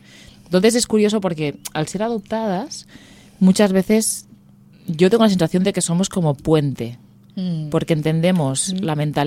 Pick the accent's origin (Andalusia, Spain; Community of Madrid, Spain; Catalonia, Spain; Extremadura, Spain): Catalonia, Spain; gente de orígenes diferentes, pero somos muy de aquí. Tanto Chandra como yo me considero muy catalana y mi nombre es muy catalán.